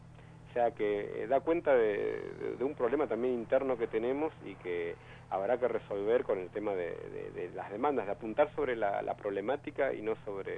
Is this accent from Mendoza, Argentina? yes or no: no; Buenos Aires, Argentina; born there; del barrio donde yo nací, justamente de Charrúa